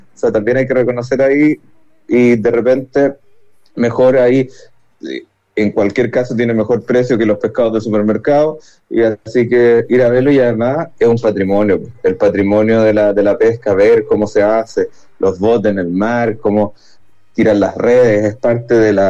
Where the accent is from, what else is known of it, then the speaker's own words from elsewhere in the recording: Viña del Mar, Valparaíso, Chile; yo soy viñamarino, no soy porteño, siempre lo digo, tengo un gran cariño por Valparaíso, pero sí soy de la Caleta Portales, porque yo prácticamente crecí ahí